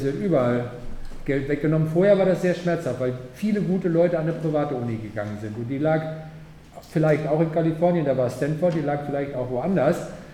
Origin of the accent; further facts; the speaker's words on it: Paderborn, North Rhine-Westphalia, Germany; Also ich komme aus Paderborn